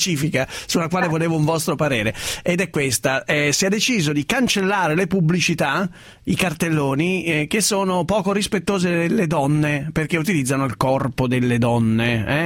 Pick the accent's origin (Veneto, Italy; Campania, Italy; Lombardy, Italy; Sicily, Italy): Lombardy, Italy; io ricordo anch'io la mia infanzia in Valtellina